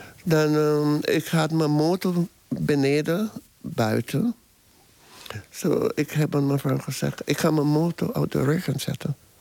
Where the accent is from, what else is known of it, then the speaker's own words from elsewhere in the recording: St. Vincent & Grenadines; now in Amsterdam, Netherlands; ik kom uit St. Vincent and the Grenadines. Dat is in de Caribbean.